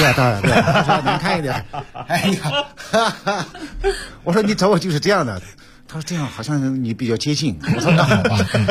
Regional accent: Sichuan, China; 而且这个是我家乡嘉荣方言的第一部电影，

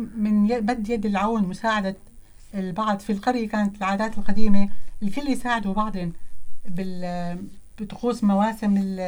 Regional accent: Syria; accent: Syrian; بعتقد أنه هي لهجتنا السورية هي بالأصل، يعني أصل المنطقة

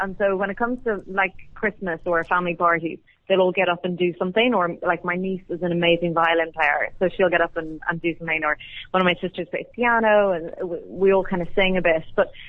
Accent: Dublin, Leinster, Ireland; now in London, United Kingdom; I'm from Ireland, from Dublin originally, but I live here in London. So I've been in the UK about 5 years. I'm from a really big family. I'm one of 12, the youngest of 12 kids.

